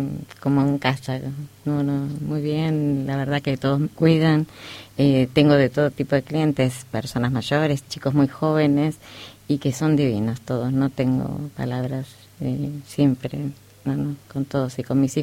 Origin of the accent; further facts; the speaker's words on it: Buenos Aires, Argentina; moved away; also born or lived in Córdoba; Yo nací en Córdoba, pero viví siempre en Buenos Aires de chiquitita.